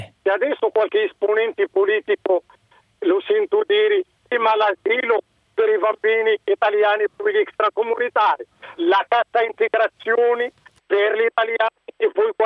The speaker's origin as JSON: {"language": "Italian", "country": "Morocco", "second_language": "Italian", "moved": "yes", "lives_now": "Italy", "said": "Io sono del Marocco."}